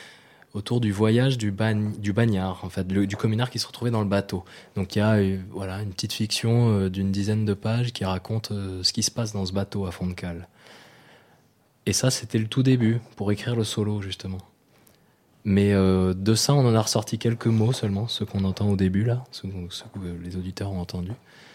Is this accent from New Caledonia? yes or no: yes; New Caledonia; born there; Moi, je suis né en Nouvelle-Calédonie, mais je ne suis pas kanak